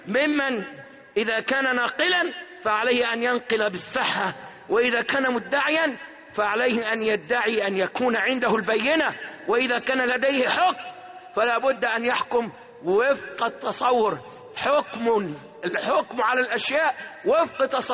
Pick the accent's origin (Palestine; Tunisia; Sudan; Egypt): Egypt; اللهم احفظ بلادنا مصر